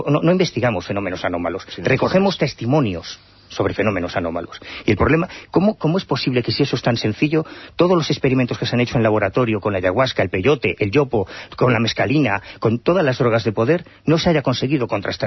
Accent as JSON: {"language": "Spanish", "region": "Galicia", "country": "Spain", "said": "Ya, pues yo no creo en ellos, soy gallego."}